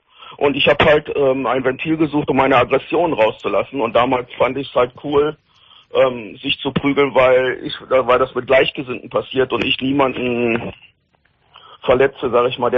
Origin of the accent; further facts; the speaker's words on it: Rhineland, Germany; Also bei uns im Rheinland sagt man, das ist ein Schwadlapp.